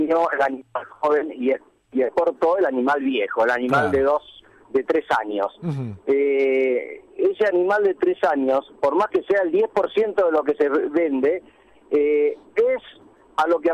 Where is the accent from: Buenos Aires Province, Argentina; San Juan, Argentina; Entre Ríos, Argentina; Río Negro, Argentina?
Buenos Aires Province, Argentina; Tandil; Digamos que nosotros somos oriundos de Tandil, toda uh-huh. la generación que le sigue. Yo soy recién la quinta generación.